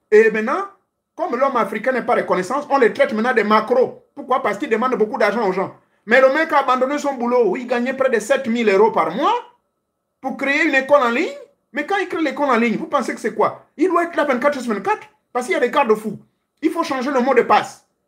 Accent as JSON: {"language": "French", "country": "Gabon", "said": "chez moi au Gabon"}